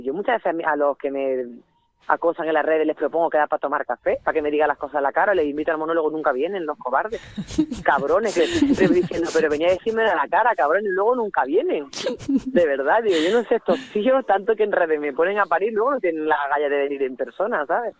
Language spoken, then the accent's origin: Spanish; El Salvador; yo vengo de El Salvador y que yo he pasado mucho miedo en El Salvador